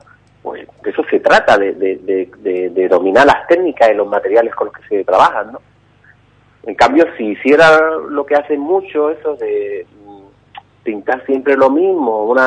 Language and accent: Spanish; Ubrique, Andalusia, Spain; me tienen en Ubrique. Yo que la verdad que estoy súper agradecido de tanto seguimiento que tiene mi pueblo conmigo.